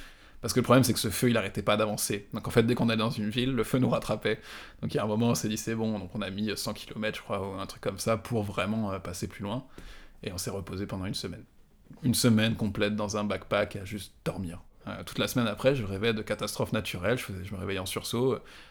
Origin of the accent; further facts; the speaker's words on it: France; j'ai bénéficié aussi du fait que j'étais français.